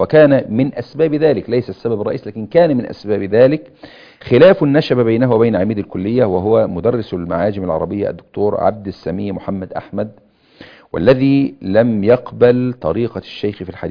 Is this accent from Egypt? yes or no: yes; Egypt; في بلادنا مصر بهذه الصورة